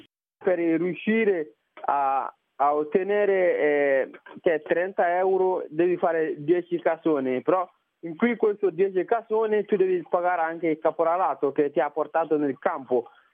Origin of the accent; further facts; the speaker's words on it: Mali; moved away as an adult; now in Italy; Io vengo dal Mali.